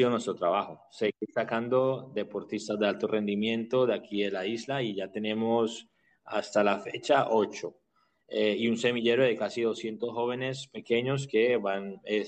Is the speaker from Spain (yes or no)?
no; Colombia; En Colombia, que somos un país latino y que estamos en una mezcla entre mestizos y mulatos y blancos, negros, indígenas y todo